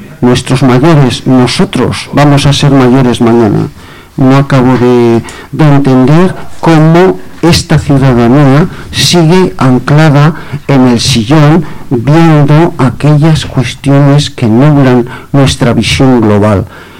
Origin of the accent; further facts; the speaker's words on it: Navarre, Spain; Yo soy de la Ribera Alta. Os puedo garantizar que paseo muy a menudo por la Ribera del Ebro.